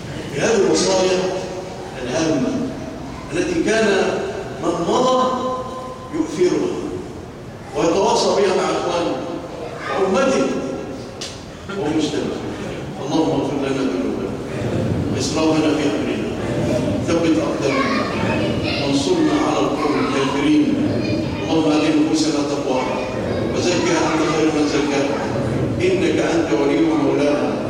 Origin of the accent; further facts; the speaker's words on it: Egypt; اللهم اجعل بلادنا مصر آمنة مطمئنة، وسائر بلاد المسلمين